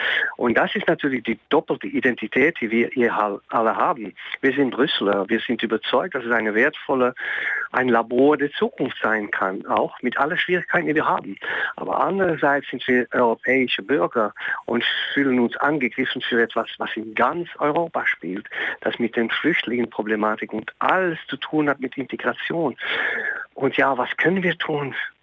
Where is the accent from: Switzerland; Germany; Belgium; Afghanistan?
Belgium; German is a second language; weil wir natürlich als Belgier immer hochten, dass wir mit Ironie leben können, dass wir eine offene Gesellschaft haben, dass wir nicht rassistisch sind